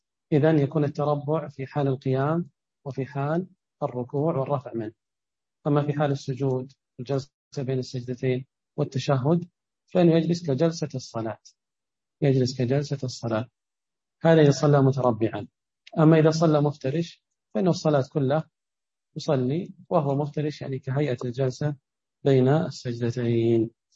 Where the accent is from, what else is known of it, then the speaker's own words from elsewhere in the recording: Ha'il, Ha'il Province, Saudi Arabia; مثل عندنا بحائل ما تكون رجليه شمال ورأسه باتجاه القبلة